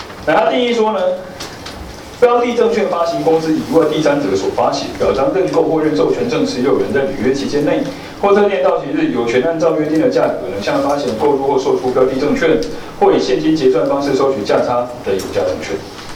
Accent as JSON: {"language": "Chinese", "country": "Taiwan", "said": "但是我们台湾人心脏比较弱，"}